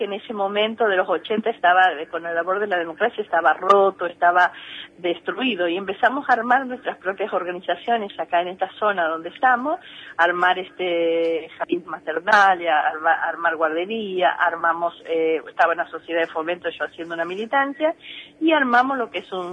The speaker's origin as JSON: {"language": "Spanish", "region": "Santiago del Estero", "country": "Argentina", "tie": "born or raised there", "also_born_or_lived": "Buenos Aires", "said": "Yo soy santiagueña, nací en Santiago, estudié en Capital y muchas veces, viste, soy hija de un padre ferroviario radical y una mamá que era analfabeta y vivía en el campo."}